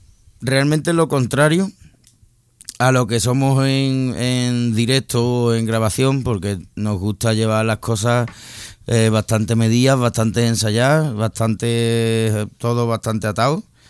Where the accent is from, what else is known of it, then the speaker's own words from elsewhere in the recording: Seville, Andalusia, Spain; como venimos de Sevilla, y entonces pues allí hemos mamado pues tanto todos los grupos legendarios que tenemos y maestros del rock, y hemos mamado también el flamenco.